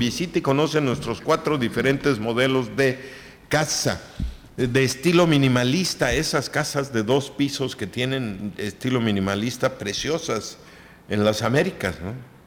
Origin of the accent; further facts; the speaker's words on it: Mexico; Somos mexicanos y a mucho orgullo.